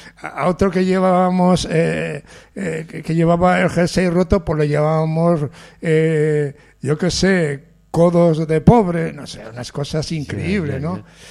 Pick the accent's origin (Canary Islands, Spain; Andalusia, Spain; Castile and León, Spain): Castile and León, Spain; Medina de Pomar; mi pueblo, aunque pertenece a Burgos, se llama Medina de Pomar, pero es como si fuese de Bilbao, porque va la gente de Bilbao a veranear y todo esto. Entonces diríamos que en los mapas es de Burgos, pero en la cultura es bilbaíno, ¿no?